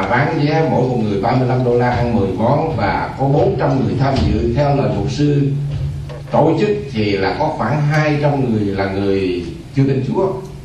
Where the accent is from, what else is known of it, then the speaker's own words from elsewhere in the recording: Sóc Trăng, Vietnam; also born or lived in Bạc Liêu; cùng quê với tôi ở Bạc Liêu. Tôi sinh ở Bạc Liêu và lớn lên ở Sóc Trăng.